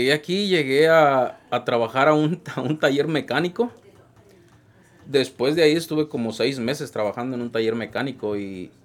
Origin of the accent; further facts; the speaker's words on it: Huetamo, Michoacán, Mexico; es el nombre de mi pueblo donde yo soy.